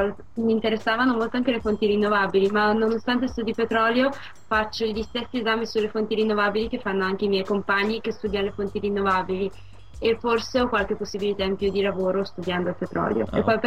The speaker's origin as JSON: {"language": "Italian", "town": "Verbania", "region": "Piedmont", "country": "Italy", "said": "Verbania."}